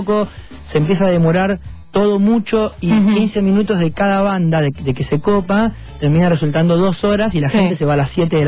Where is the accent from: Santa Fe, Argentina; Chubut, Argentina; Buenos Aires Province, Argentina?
Buenos Aires Province, Argentina; Bahía Blanca; yo soy de Bahía Blanca, así que pasé mucho tiempo de mi infancia yendo y viniendo por ahí, por esa zona.